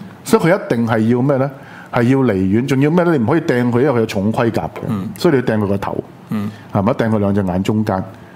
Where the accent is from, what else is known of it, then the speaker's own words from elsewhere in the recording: Hong Kong; 所以你就说我们香港人的优点是什么呢？